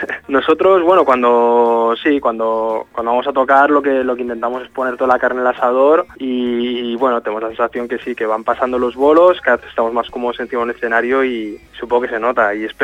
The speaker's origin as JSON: {"language": "Spanish", "town": "Barcelona", "region": "Catalonia", "country": "Spain", "said": "nosotros somos de Barcelona y hemos tocado únicamente siempre en Barcelona"}